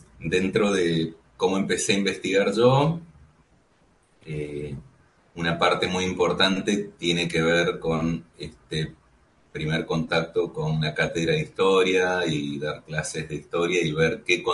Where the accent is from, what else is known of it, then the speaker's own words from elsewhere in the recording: Mendoza, Argentina; Sí, soy de Mendoza, soy el más chico de una familia muy, muy amplia, somos 7 hermanos.